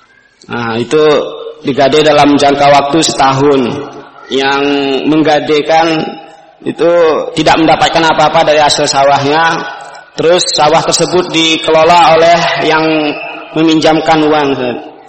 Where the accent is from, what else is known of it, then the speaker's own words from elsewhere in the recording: Aceh, Indonesia; now in Yogyakarta, Indonesia; asal dari Aceh, tapi sudah pindah ke Jogja.